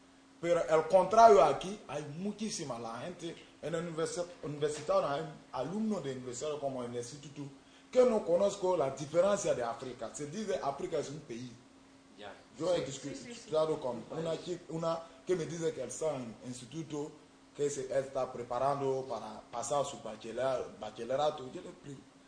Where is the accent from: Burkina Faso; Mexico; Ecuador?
Burkina Faso; Spanish is a second language; Soy de Burkina Faso